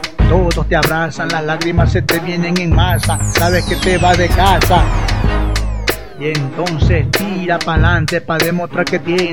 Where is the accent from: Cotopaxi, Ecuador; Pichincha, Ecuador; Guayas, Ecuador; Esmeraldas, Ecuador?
Guayas, Ecuador; Guayaquil; soy de Guayaquil, Ecuador, de Pertusa